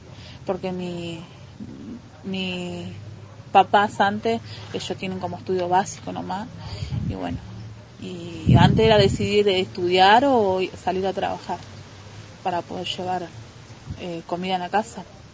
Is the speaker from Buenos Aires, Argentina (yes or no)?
no; Cipolletti, Río Negro, Argentina; now in El Bolsón, Argentina; tengo 36 años y bueno, vengo de Cipolletti ya hace 2 años, y desde el primer año que estuve acá en el Bolsón